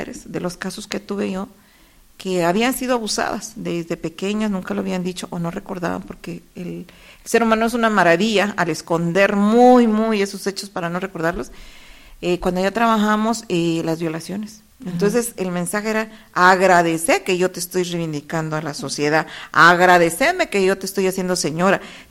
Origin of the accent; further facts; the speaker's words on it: Guatemala; como buen chapín, le digo